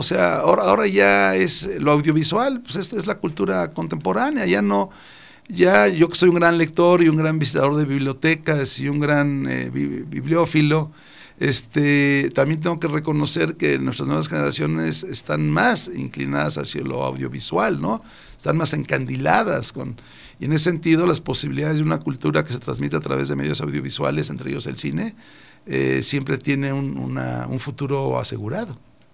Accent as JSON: {"language": "Spanish", "country": "Mexico", "said": "lo que somos los mexicanos"}